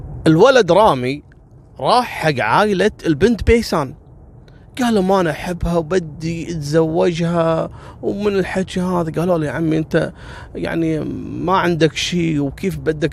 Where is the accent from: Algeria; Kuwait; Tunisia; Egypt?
Kuwait; كان الحدث شيء مروع وصار الضجة عندنا في الكويت.